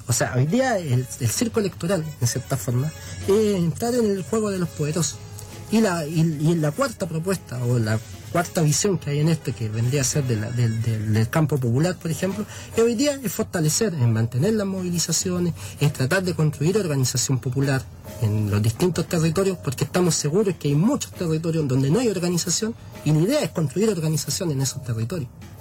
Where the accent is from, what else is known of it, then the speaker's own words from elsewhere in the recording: Chile; now in La Plata, Argentina; la gran parte somos chilenos